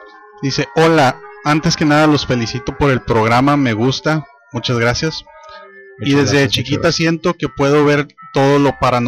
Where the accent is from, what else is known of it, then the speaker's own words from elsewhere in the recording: Veracruz, Mexico; Soy de Veracruz y estaba de vacaciones.